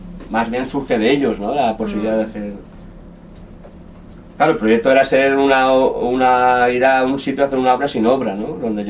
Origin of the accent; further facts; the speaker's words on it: Godella, Valencian Community, Spain; Yo soy de Godella, un pueblo de Valencia, ¿no?